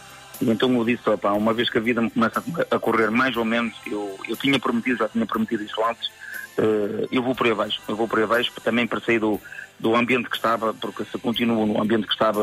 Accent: Arcos de Valdevez, Norte, Portugal; mas como arcoense e orgulhoso de ser arcoense, até a Vila d'Arcos de Valdez.

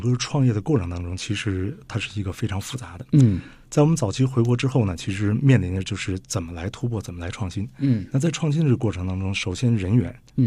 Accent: China; 身为中国人不够骄傲的一件事是

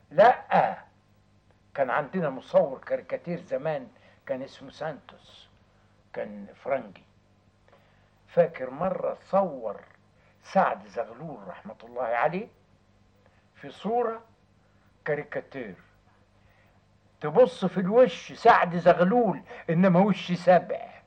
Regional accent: Egypt; ومع الأخلاق الطبيعية بتاعتنا كمصريين

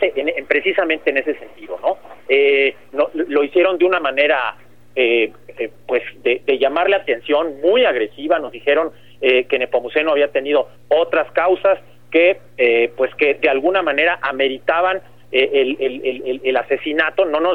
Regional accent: Mexico; la necesidad que tenemos como mexicanas y como mexicanos de proteger a nuestros defensores de derechos humanos

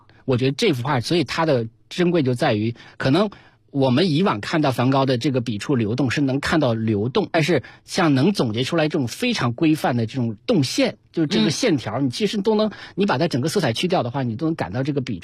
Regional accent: China; 他可能也看着我是个中国人

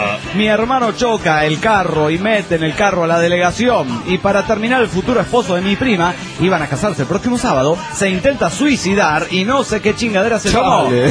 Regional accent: Mexico City, Mexico; del DF mexicano!

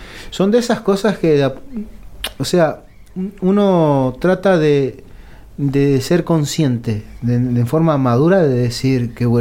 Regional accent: Patagonia, Argentina; born there; Yo nací en la Patagonia

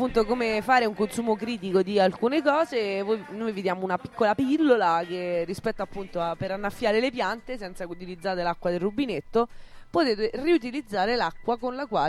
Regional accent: Rome, Lazio, Italy; io sono De Ostia.

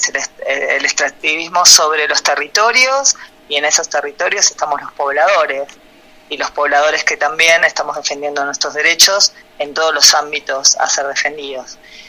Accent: Cafayate, Salta, Argentina; Soy de Cafayate, provincia de Salta.

